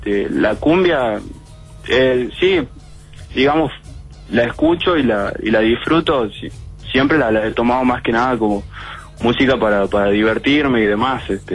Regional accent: Frías, Santiago del Estero, Argentina; No, yo soy de Frías.

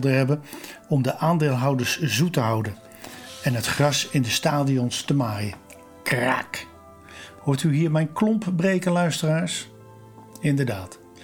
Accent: Rotterdam, South Holland, Netherlands; Als Rotterdammer, geboren en getogen op Zuid, heb ik het toch al niet zo op met die andere club op Noord.

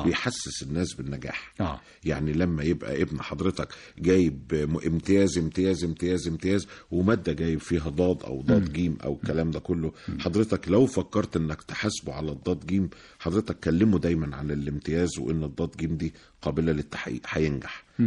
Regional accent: Egypt; بحاول افهم البياع ان انا من مصر

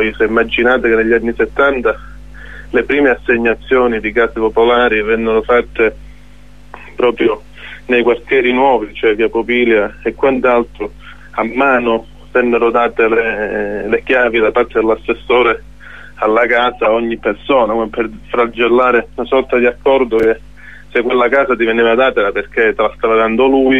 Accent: Calabria, Italy; come calabresi fondamentalmente noi a queste crisi ci siamo abituati

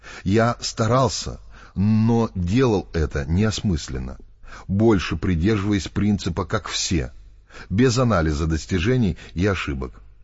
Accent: Moscow, Russia; born there; Я родился в Москве, в семье профессора японского языка.

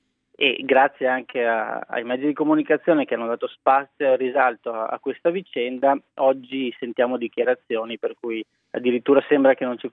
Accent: Trentino-Alto Adige, Italy; Io vengo per esempio dal Trentino, una provincia autonoma dove questo è già stato fatto.

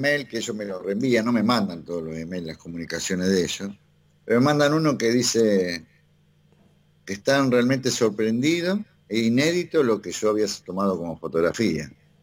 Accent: Argentina; a lo mejor yo también, porque soy argentino y me dediqué a la astronomía

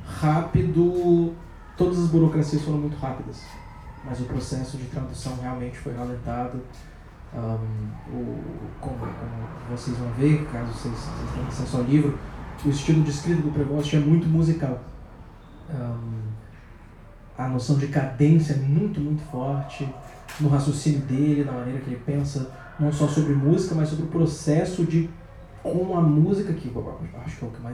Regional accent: Brazil; quando eu nasci, em 95, e ele queria muito que a gente colocasse de alguma maneira a nossa perspectiva enquanto brasileiros

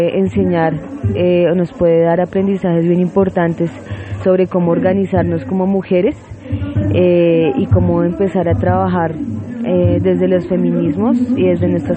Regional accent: Colombia; Yo vengo de Colombia

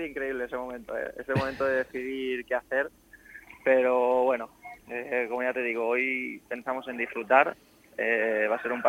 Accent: Elche, Valencian Community, Spain; Es mi ciudad, es mi tierra y es mi equipo.

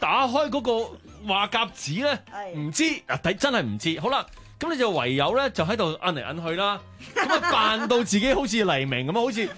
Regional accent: Hong Kong; 我點樣俾人知道我係香港人呢？即嗱，我直情係嗰種

